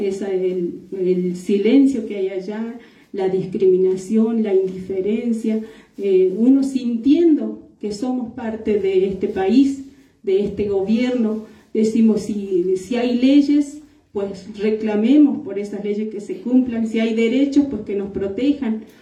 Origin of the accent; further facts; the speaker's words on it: Abrapampa, Jujuy, Argentina; yo vengo de Abrapampa y sigue el corte de ruta ahí, seguimos resistiendo